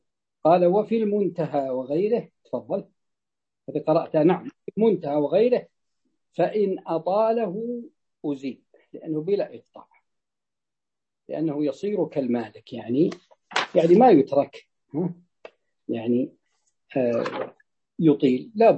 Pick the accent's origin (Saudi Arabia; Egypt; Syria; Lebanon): Saudi Arabia; Najd; تجد أن حتى عندنا في نجد عندما تفتح السدود تفتح فتأتي إلى المزارع الماء يمشي